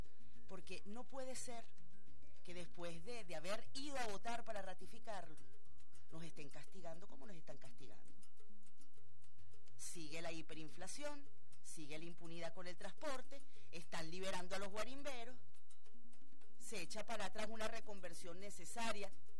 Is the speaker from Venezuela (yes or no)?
yes; Venezuela; como una venezolana